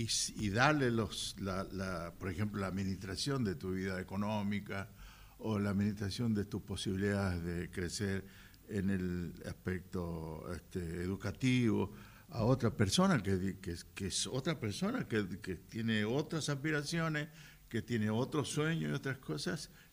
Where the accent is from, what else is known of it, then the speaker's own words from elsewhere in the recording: Salta, Argentina; No podría ser yo un japonés, nunca, jamás. Soy de Salta. Ni un alemán, ni una otra cosa que lo que soy.